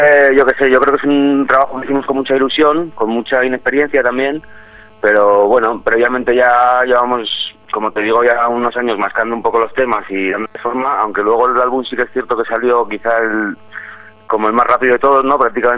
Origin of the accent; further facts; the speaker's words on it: Pamplona, Navarre, Spain; now in Madrid, Spain; Yo soy de Pamplona, llego a Madrid en el año 96